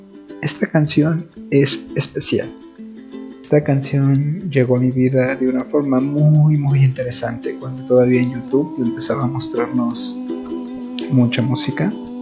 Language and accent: Spanish; Mexico; saludando de mi tierra mexicana